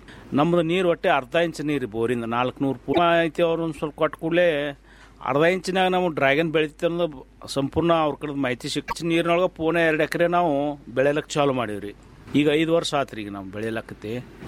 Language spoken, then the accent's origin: Kannada; Ratnapur, Karnataka, India; ನಮ್ಮ ಊರು ರತ್ನಾಪುರ ತಾಲೂಕು ತಿಕೋಟ ಜಿಲ್ಲಾ ಬಿಜಾಪುರದವ್ರು ನಾವು.